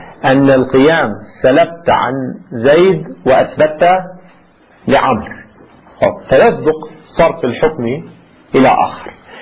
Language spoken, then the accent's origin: Arabic; Lebanon; ما في عندنا في لبنان يقولوا أمنيات